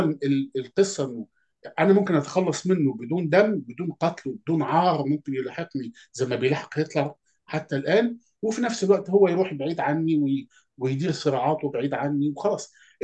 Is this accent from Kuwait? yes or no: no; Egypt; في مصر هل اسرائيل يعني مش مأثرة علينا احنا كمصريين حاليا؟